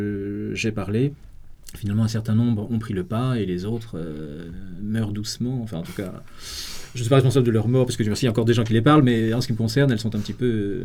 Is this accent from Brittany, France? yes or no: yes; Brittany, France; Et moi-même, je viens du Finistère, c'est-à-dire le bout du monde, que ce soit le début ou la fin.